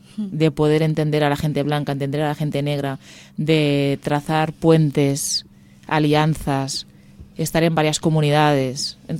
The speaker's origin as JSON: {"language": "Spanish", "region": "Catalonia", "country": "Spain", "said": "gente de orígenes diferentes, pero somos muy de aquí. Tanto Chandra como yo me considero muy catalana y mi nombre es muy catalán."}